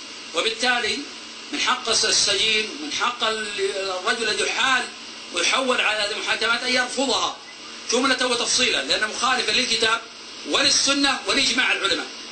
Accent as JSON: {"language": "Arabic", "town": "Buraidah", "region": "Al-Qassim", "country": "Saudi Arabia", "said": "فأنا من أهل بريدة، اعتقلت في الرياض، ثم من الرياض للشرقية"}